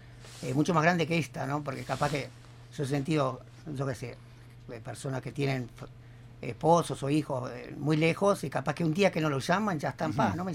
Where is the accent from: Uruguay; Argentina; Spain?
Uruguay; born there; Yo nací en Uruguay.